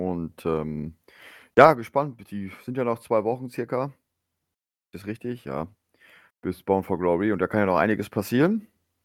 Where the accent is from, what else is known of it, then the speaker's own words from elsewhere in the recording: Lower Saxony, Germany; als Niedersachse kann ja nicht sagen, also ich bin ja auch im Norden, aber nicht so im Norden wie du, das gebe ich zu.